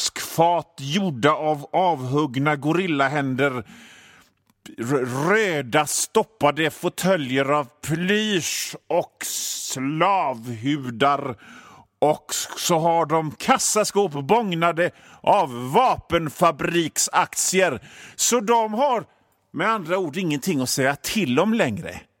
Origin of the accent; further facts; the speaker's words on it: Gothenburg, Västra Götaland County, Sweden; ja, jag är från Göteborg.